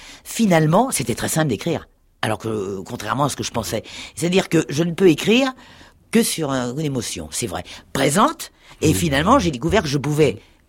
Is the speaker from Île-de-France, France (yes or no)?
yes; Paris, Île-de-France, France; born there; also born or lived in Normandy; je suis né à Paris, bon, je suis venu en Normandie, bon, parce que maman y était